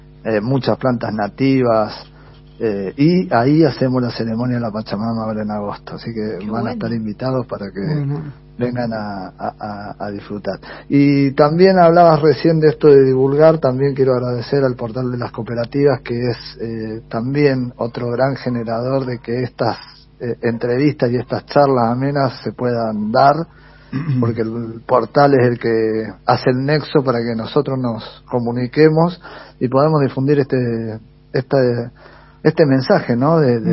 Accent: General Rodríguez, Buenos Aires Province, Argentina; acá en General Rodríguez, en mi tierra, en mi casa

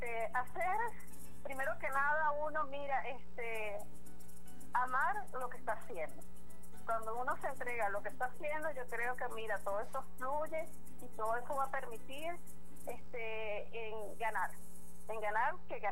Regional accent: Venezuela; lo que nos identifica como venezolanos

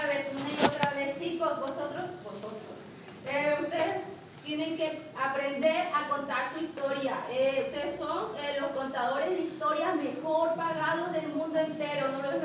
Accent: Bolivia; Soy de Bolivia, el país quizá más pobre de Sudamérica, donde prácticamente el 80% de su población es indígena.

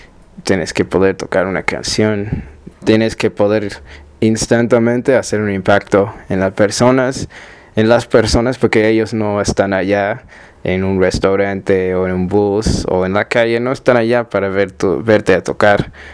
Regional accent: Australia; Spanish is a second language; also born or lived in Ethiopia; como me nací en Etiopía y me crecí en Australia, o sea, un poquito de tiempo en Etiopía y luego crecí en Australia, pero ya tengo varios años como viviendo en diferentes partes de América Latina.

